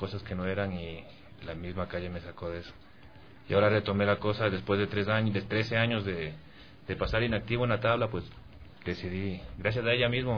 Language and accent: Spanish; New Jersey, United States; como somos de New Jersey, uh-huh, es como que un poquito difícil colarte en escena local de allá, que es Nueva York